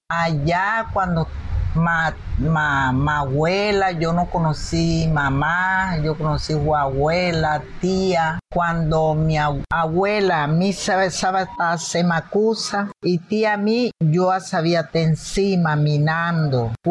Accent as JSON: {"language": "Spanish", "town": "San Basilio de Palenque", "region": "Bolívar", "country": "Colombia", "tie": "born or raised there", "moved": "yes", "lives_now": "Valledupar, Colombia", "said": "Ya tenés 56 años de estar viviendo aquí en Valledupar. Y sé leernos, porque ya en mi pueblo, a Palenque"}